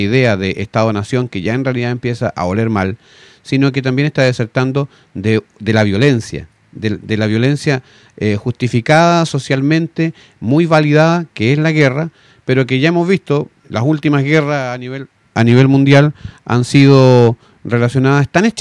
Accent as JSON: {"language": "Spanish", "country": "Chile", "said": "nosotros podemos reunirnos como identidad chilena, porque efectivamente tenemos cosas que nos identifican, con las cuales nacemos muchas veces"}